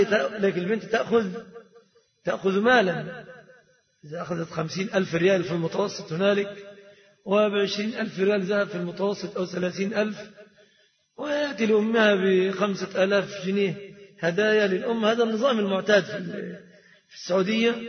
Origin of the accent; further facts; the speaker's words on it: Egypt; فالصداق في بلادنا مصر في الغالب متمثل في ثلاثة أشياء